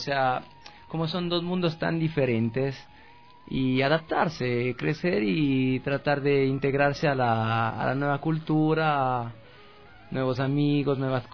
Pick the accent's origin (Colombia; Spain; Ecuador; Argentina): Ecuador; Quito, Pichincha; now in Europe; Como yo salía de Quito, nací, crecí aquí en Quito, irme a un pueblo tan pequeño para mí no era...